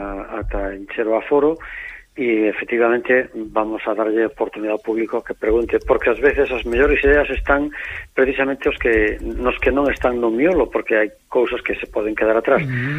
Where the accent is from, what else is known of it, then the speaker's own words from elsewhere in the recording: Galicia, Spain; Galicia é grande desconocida para nós mesmos como galegos, por desgracia, e para o resto do mundo